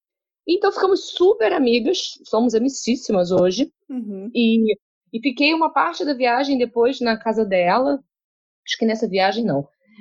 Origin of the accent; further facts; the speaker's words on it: Rio de Janeiro, Brazil; como eu sou muito carioca e eu tenho realmente muito prazer no Rio de Janeiro